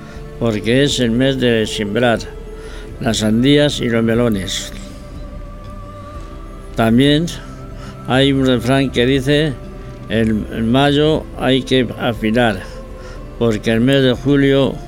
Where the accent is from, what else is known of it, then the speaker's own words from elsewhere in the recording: San Juan de la Nava, Castile and León, Spain; la historia de mi pueblo, San Juan de la Nava. Un pequeño pueblo de unos 500 habitantes, situado en la provincia de Ávila, a 30 kilómetros de la ciudad.